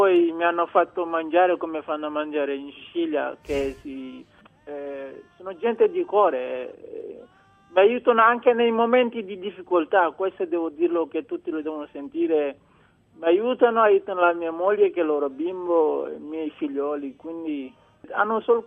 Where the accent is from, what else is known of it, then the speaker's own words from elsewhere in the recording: Senegal; Italian is a second language; moved away as an adult; now in Italy; Sì, sono dal Senegal